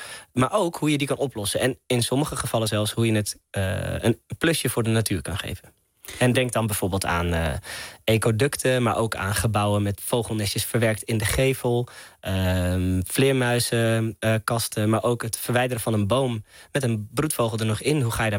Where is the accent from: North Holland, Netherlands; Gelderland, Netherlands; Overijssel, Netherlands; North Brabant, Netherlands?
North Holland, Netherlands; Hilversum; now in Amsterdam, Netherlands; omdat ik een stadse jongen ben, ik kom oorspronkelijk uit Hilversum, ik woon nu in Amsterdam